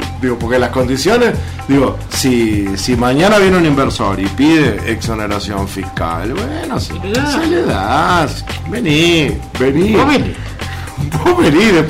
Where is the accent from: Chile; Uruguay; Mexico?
Uruguay; Hoy tenemos una situación climatérica que nos afecta a todos como uruguayos.